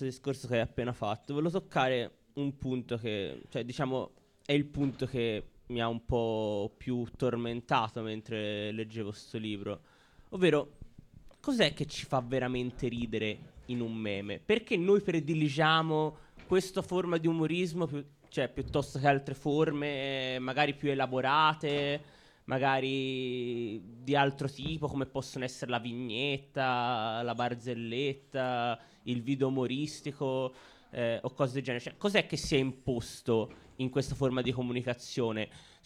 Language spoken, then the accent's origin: Italian; Florence, Tuscany, Italy; born there; siamo qui a Firenze, siamo nati a Firenze o comunque qui dintorno